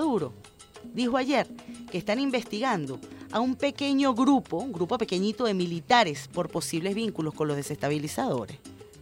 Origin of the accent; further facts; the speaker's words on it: Venezuela; porque todos somos venezolanos